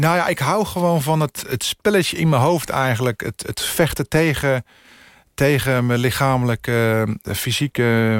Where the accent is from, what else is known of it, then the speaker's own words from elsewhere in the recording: Netherlands; En laten zien dat wij als Nederlanders zijnde echt wel wat kunnen.